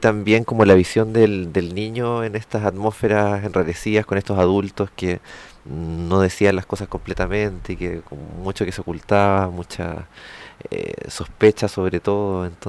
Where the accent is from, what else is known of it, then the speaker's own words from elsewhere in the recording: Santiago, Santiago Metropolitan Region, Chile; born there; Nací el 75 en Santiago.